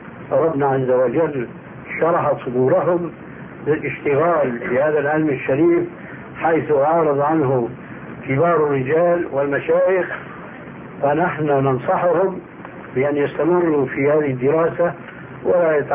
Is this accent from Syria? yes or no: yes; Syria; وهذا كان إلى عام قريب عندنا في سوريا يلتطيه طبقة معينة من الناس